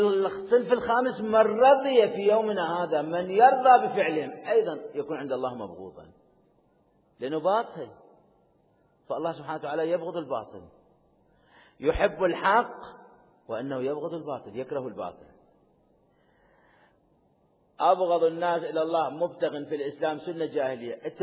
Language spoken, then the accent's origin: Arabic; Iraq; عشان عندنا بالعراق والدي الله يرحمه أمواتكم فالمنطقة كانت عشائرية